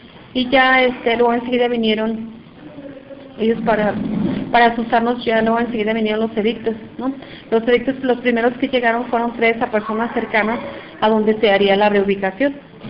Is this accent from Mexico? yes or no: yes; Temacapulín, Jalisco, Mexico; vengo de la comunidad de Temacapulín.